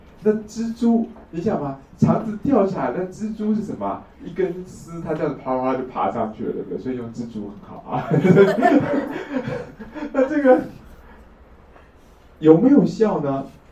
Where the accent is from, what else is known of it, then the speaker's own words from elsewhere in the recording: China; now in Taiwan; 我们大陆人叫喜猪的